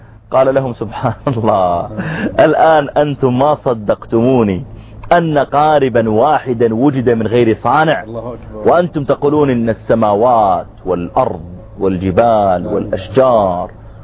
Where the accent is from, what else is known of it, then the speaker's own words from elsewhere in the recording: Saudi Arabia; وأقول أنا جئت من السعودية وكذا